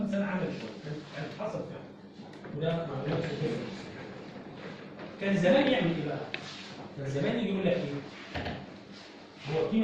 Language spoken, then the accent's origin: Arabic; Egypt; اللي موجود عندنا في مصر حاليا